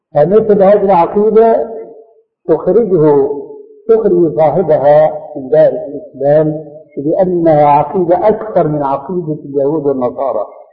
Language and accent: Arabic; Syria; تلقفها بعض العامة عندنا في سوريا